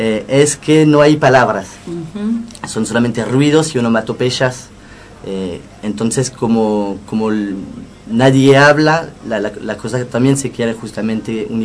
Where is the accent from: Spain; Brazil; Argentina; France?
France; Hauts-de-France; born there; Spanish is a second language; Yo soy francés, claro, nací en Francia, en el norte de Francia, de cerca de Bélgica, del túnel bajo la Mancha. Uh-huh. Una zona gris, lluviosa.